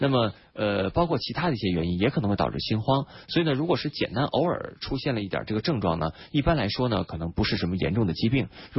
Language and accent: Chinese; Beijing, China; 这三种里边呢，咱们北京人比较熟悉的其实是马齿苋。